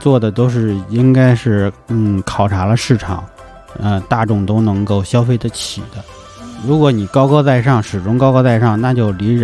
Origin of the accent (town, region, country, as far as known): China